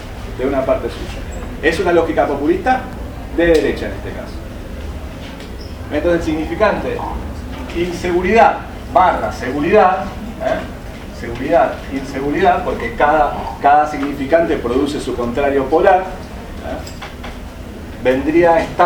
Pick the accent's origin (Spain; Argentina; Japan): Argentina; somos todos argentinos, ¿eh?